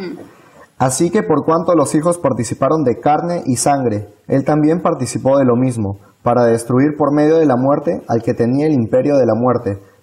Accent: Peru; estudio en la Facultad de Ingeniería y vengo de Perú.

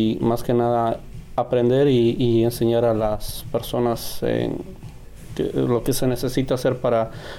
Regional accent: Peru; soy de Perú.

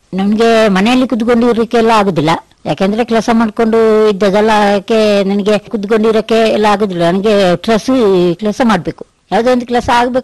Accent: Uppinangady, Karnataka, India; moved away as an adult; now in Madikeri, India; ನಾನು ಹುಟ್ಟಿದ್ದು ಕನ್ನಡ ಜಿಲ್ಲೆ ಉಪ್ಪಿನಂಗಡಿ, ಅಲ್ಲಿ ಹುಟ್ಟಿದ್ದು, ಅಲ್ಲಿಂದ ಅಲ್ಲಿ ಬೆಳೆದು ಇದಾಗಿ ನಾವು ಇಲ್ಲಿ ಮಡಿಕೇರಿಗೆ ಮದುವೆ ಆಗಿದ್ದು. ಮದುವೆಯಾಗಿ ಇಲ್ಲಿ ಈಗ ಒಂದು 10 ವರ್ಷ ಆಯ್ತು ಮದುವೆಯಾಗಿ.

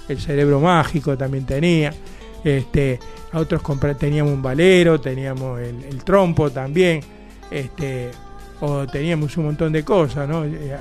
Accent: Buenos Aires Province, Argentina; como buen bonaerense, también me gusta la música de nuestra provincia de Buenos Aires

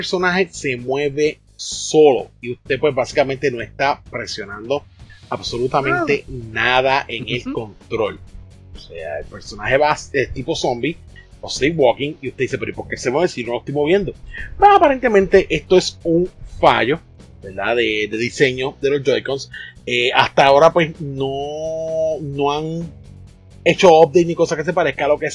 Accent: Puerto Rico; nosotros, ¿verdad? Que somos acá de Puerto Rico

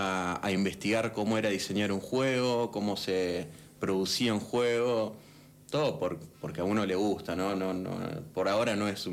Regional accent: Rosario, Santa Fe, Argentina; empezamos hace mucho tiempo en Rosario, yo soy de Rosario.

